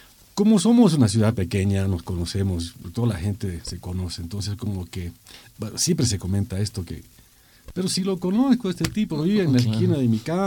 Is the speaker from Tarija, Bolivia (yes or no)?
no; Cochabamba, Bolivia; Eso siento allá en mi ciudad, en Cochabamba, cosa que no siento en La Paz